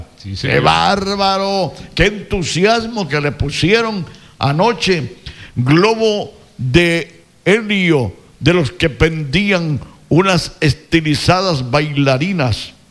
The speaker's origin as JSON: {"language": "Spanish", "country": "Ecuador", "said": "Somos ecuatorianos"}